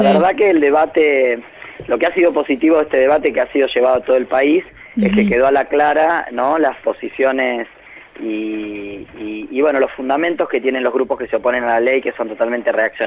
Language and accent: Spanish; Argentina; nos deben avergonzar a todas y todos como argentinos, ¿no?